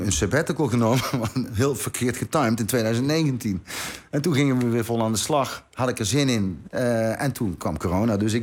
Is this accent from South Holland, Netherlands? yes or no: no; Knegsel, North Brabant, Netherlands; hij woonde nog in het dorp waar ik opgegroeid ben, Knechtsel.